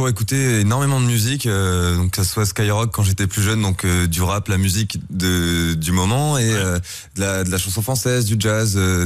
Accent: Crouy-sur-Ourcq, Île-de-France, France; Je viens de Crouy-sur-Ourcq, un petit village de Seine-et-Marne, tout à l'est de Paris.

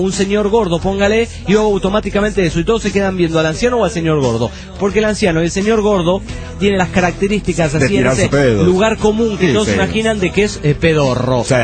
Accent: Colombia; Recuerden, yo viví toda mi infancia también en Colombia.

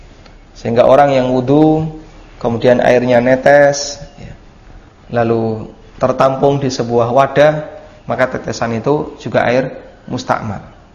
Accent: Lamongan, East Java, Indonesia; Di kampung saya masih pakai seperti ini, kampung asli Lamongan ya.

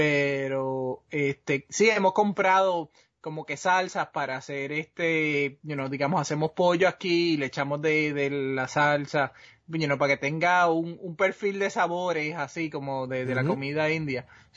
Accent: Puerto Rico; yo soy boricua, yo como mucho arroz

